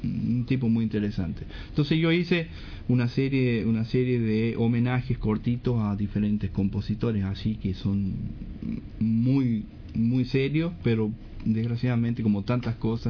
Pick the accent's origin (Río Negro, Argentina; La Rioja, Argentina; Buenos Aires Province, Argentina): La Rioja, Argentina; Chilecito; born there; also born or lived in Buenos Aires; Yo nací en Chilecito.